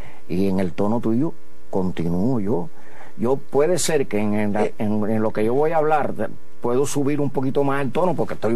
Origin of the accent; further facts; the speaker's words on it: Santiago de Cuba, Cuba; Yo vine de Santiago de Cuba con un maletín que traía 2 pantalones, 3 camisas y 28 pesos en el bolsillo.